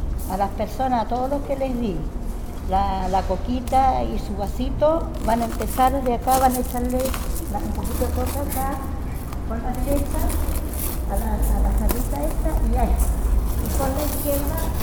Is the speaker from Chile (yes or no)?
yes; Calama, Antofagasta, Chile; nosotros nos sentimos orgullosas las dos que venimos desde allá de Calama